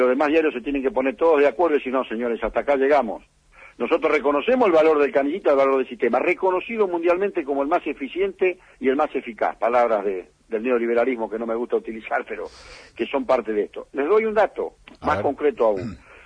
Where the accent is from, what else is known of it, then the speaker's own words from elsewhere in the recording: Lomas de Zamora, Buenos Aires Province, Argentina; Nací, me crié y vivo en Lomas de Zamora.